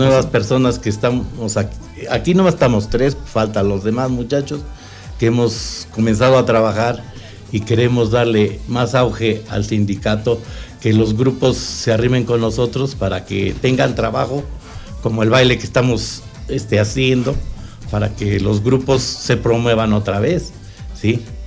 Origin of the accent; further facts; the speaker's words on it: Ameca, Jalisco, Mexico; No, soy de aquí, de Ameca, no puedo perder.